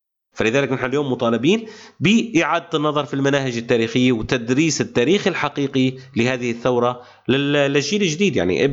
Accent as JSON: {"language": "Arabic", "country": "Syria", "said": "نحن لسنا فقط دروز ولسنا فقط سوريين، نحن سوريون دروز عرب."}